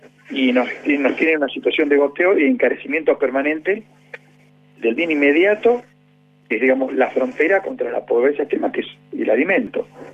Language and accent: Spanish; Argentina; que somos los habitantes de la Argentina